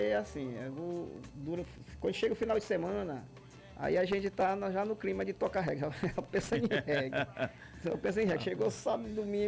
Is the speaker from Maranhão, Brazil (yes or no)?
yes; Timon, Maranhão, Brazil; A primeira vez que nós saímos de Timon foi Floriano.